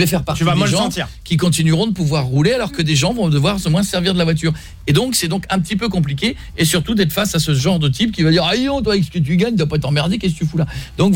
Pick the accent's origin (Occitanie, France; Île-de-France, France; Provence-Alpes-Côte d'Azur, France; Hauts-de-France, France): Hauts-de-France, France; Marle; Marle, c'est là où j'ai grandi.